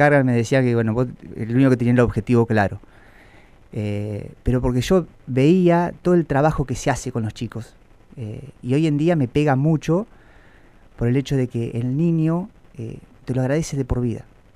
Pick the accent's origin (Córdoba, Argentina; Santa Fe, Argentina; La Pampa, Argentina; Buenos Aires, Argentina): La Pampa, Argentina; Victorica; Yo soy oriundo de Victorica.